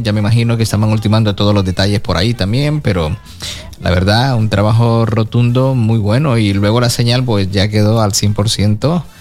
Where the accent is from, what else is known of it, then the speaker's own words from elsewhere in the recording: Ecuador; aunque soy de Ecuador